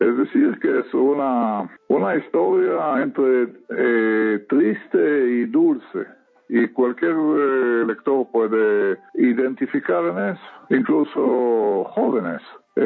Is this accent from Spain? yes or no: no; Israel; Spanish is a second language; el radio proviene de Europa, a mi tierra natal, que es Israel